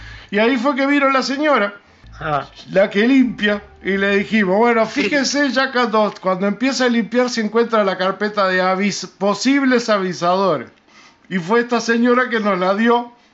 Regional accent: Uruguay; Algo que como uruguayos no lo podemos permitir.

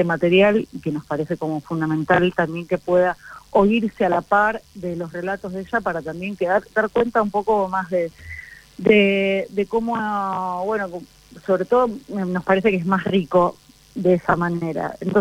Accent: Buenos Aires, Argentina; somos de acá, así que bueno, en esta primer temporada hicimos 5 lesbianas de la Ciudad de Buenos Aires

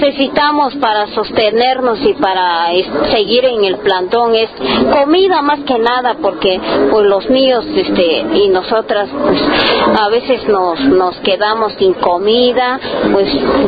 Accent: San Juan Copala, Oaxaca, Mexico; que somos mujeres de San Juan Copala

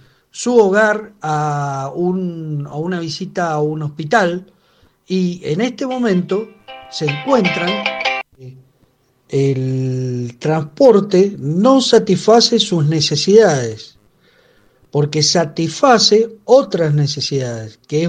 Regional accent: Mendoza, Argentina; los que limpiamos el ambiente, en este caso, somos los mendocinos con nuestros pulmones

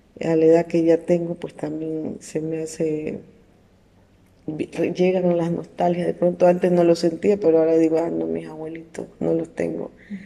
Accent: Pedernales, Manabí, Ecuador; nosotros nos criamos acá, nacimos acá en Pedernales, pero vivíamos como quiera en el campo, que es en la vía Cojimíes.

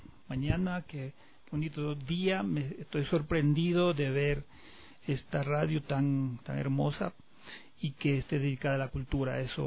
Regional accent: Riobamba, Chimborazo, Ecuador; yo soy del barrio del Vergel, un barrio muy tradicional de la ciudad de Riobamba, un barrio donde crecimos en la cancha de fútbol y en las esquinas guitarreando.

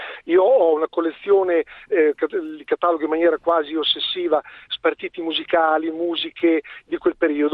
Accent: Predappio, Emilia-Romagna, Italy; now in Forlì, Italy; perché io sono nativo di Predappio

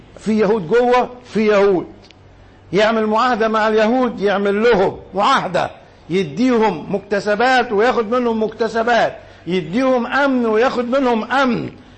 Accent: Egypt; خلينا نتكلم على بلدنا مصر، نركز على مصر

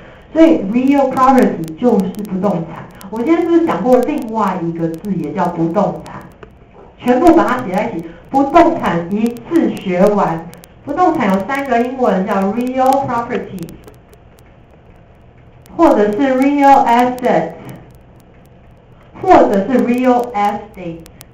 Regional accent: Taiwan; 我们台湾人很多人爱讲英文

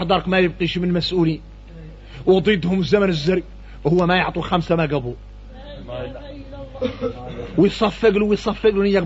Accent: Mauritania; هذا احنا موريتاني

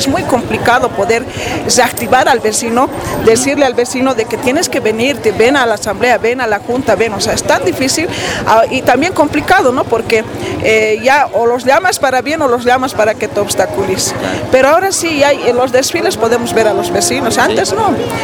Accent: Oruro, Bolivia; now in El Alto, Bolivia; Yo, por ejemplo, soy orureña, ¿no?

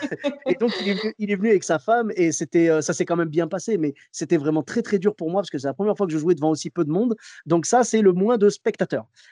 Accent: Bordeaux, Nouvelle-Aquitaine, France; moi, je devais retourner travailler chez moi à Bordeaux.

